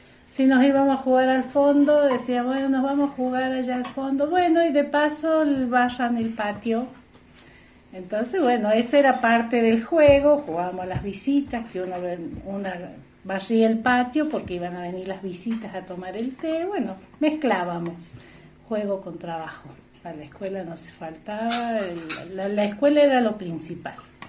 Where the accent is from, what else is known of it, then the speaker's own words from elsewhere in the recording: Los Hornillos, Córdoba, Argentina; Bueno, yo nací acá en Los Hornillos, mi mamá también es oriunda de acá de Los Hornillos. Siempre hemos vivido acá en esta zona, en este barrio.